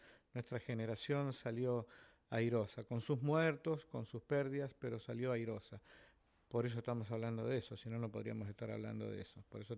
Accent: Argentina; creo que como muchos argentinos que tuvieron que sufrir estas circunstancias, en base a la esperanza.

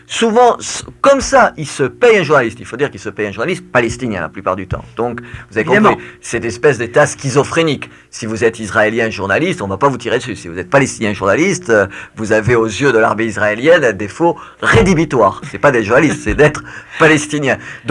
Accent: France; Je suis français, la France est régulièrement

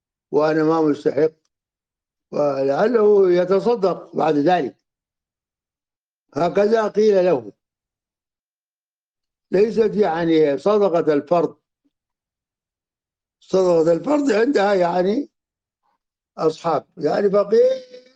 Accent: Sudan; يعني مثل الذي كان عندنا في السودان

